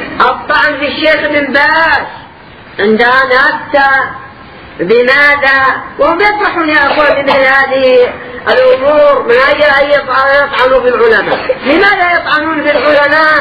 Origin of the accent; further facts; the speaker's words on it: Yemen; عندنا في اليمن